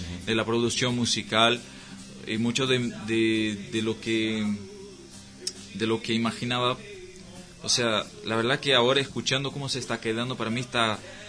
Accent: Brazil; also born or lived in Salto, Uruguay; Bueno, soy de familia de brasileros, como mi mamá que está acá. Y me fui muy chico a Brasil. Yo creo que tenía un año por ahí, más o menos. Uh-huh. Y crecí ahí, pero siempre con ganas de conocer mi tierra.

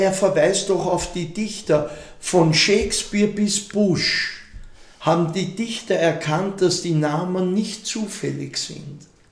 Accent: Vienna, Austria; für mich war es halt als Wiener und Österreicher, weil es eben auch uns betroffen hat, unser Land, unseren Staat

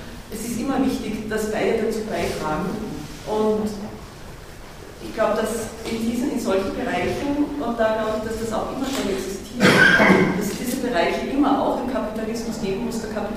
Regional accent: Graz, Styria, Austria; Ich komme aus Graz

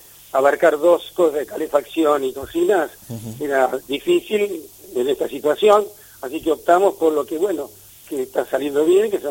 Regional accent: Escalada, Buenos Aires Province, Argentina; Escalada es mi tierra. Yo siempre digo, yo nací en Escalada, voy a morir en Escalada. Es mi pueblo, Escalada. Que sigue teniendo esencia de pueblo, ¿no?

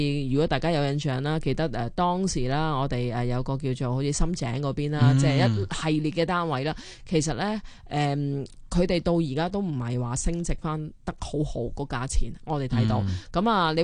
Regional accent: Hong Kong

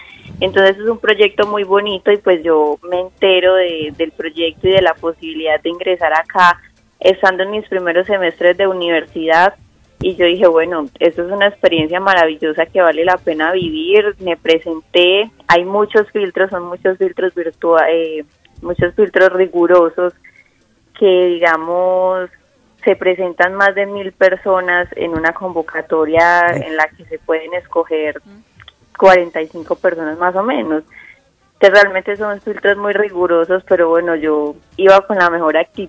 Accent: Chigorodó, Antioquia, Colombia; also born or lived in Medellín; Sí, 22 años, de la ciudad de Medellín, pero me crié en Chiguro, en Urabá, Antioquia.

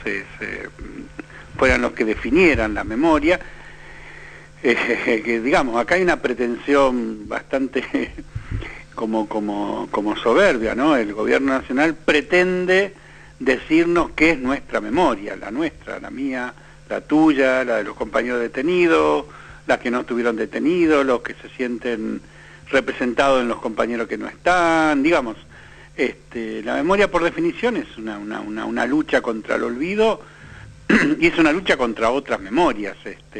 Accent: Santa Fe, Argentina; Yo soy santafesino

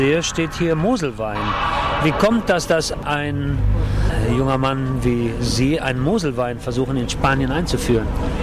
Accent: Bonn, North Rhine-Westphalia, Germany; Ich bin ja auch ein bisschen aus der Gegend. Ich bin aus Bonn. Das ist ja bei euch in der Nähe.

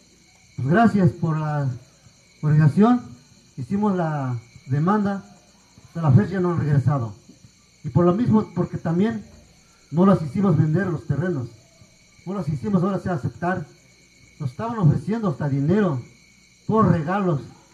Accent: Puebla, Mexico; También les voy a compartir a lo que estaba sucediendo allá en mi pueblo, como de Puebla.

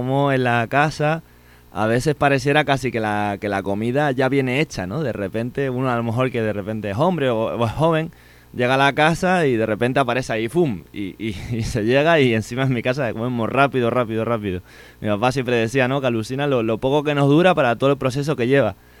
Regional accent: Canary Islands, Spain; accent: Canarian; se me nota en el acento, ¿no? Que vengo de Canarias

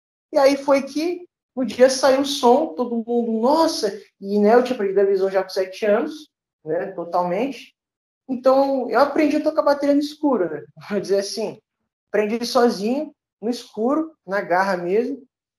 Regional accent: Duque de Caxias, Rio de Janeiro, Brazil; É, eu sou aqui da Baixada Fluminense, Duque de Caxias, né?

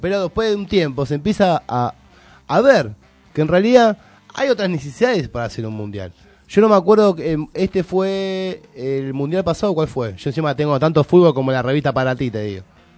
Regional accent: Argentina; que me indigna esta cosa de fanatismo barato argentino, de este argentinismo vacío, ¿no? Esta cosa de somos argentinos cada 4 años, somos argentinos

